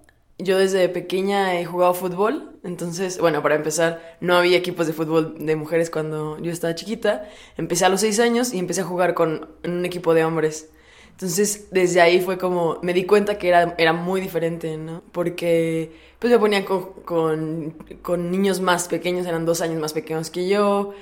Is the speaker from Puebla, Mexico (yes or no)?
yes; Puebla, Mexico; Soy de Puebla y tengo 23 años.